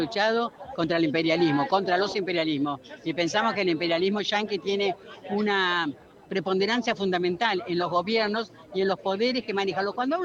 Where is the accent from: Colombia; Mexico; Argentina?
Argentina; La Plata, Buenos Aires Province; soy de la ciudad de La Plata. Pero venimos con alegría, con calor, pero con alegría a Buenos Ai